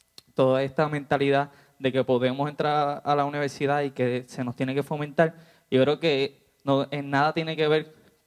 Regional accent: Orocovis, Puerto Rico; Sobre las escuelas, yo vengo del pueblo de Orocovi.

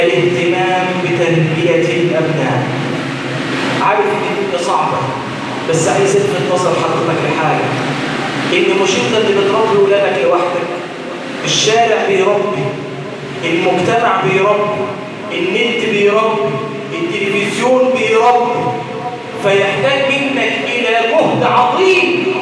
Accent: Egypt; اللهم انصر بلادنا مصر الامن والامان

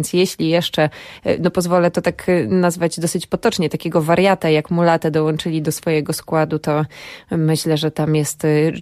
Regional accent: Lublin Voivodeship, Poland; pochodzę z miasta niedaleko Lublina

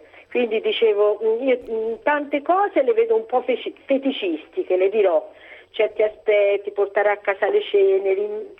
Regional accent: Livorno, Tuscany, Italy; Senta, no, io sono livornese

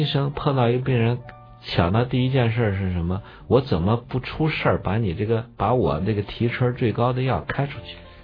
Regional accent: Shanxi, China; 我爸是河南人。我从小长在山西，现在以山西人自居嘛，

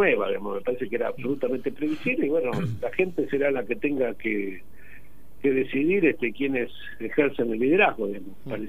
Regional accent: Tandil, Buenos Aires Province, Argentina; y yo soy de Tandil

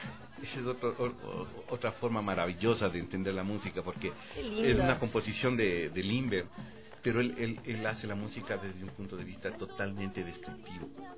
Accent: Ecuador; es una manera de reconocernos como ecuatorianos, verdaderos ecuatorianos

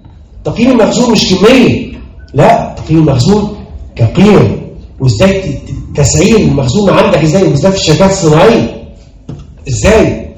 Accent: Egypt; خلونا نتكلم عن المهنة عندنا في مصر

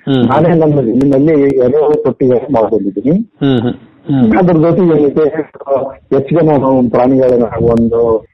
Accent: Alavarthi, Karnataka, India; ನಮ್ದು ಕೊಪ್ಪಳ ತಾಲೂಕು ಆಲವರ್ತಿ ಗ್ರಾಮ, ಕೊಪ್ಪಳದಿಂದ 6 ಕಿಲೋಮೀಟರ್ ಇದೆ. ಮುಖ್ಯವಾಗಿ ನಮ್ದು ಕೃಷಿ ಕುಟುಂಬ.

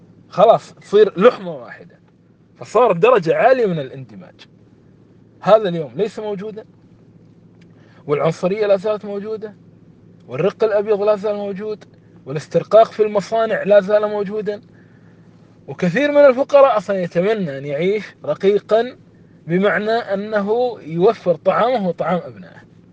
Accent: Kuwait; اليوم أنا أعطيكم مثال عن هذا بلدنا الكويت

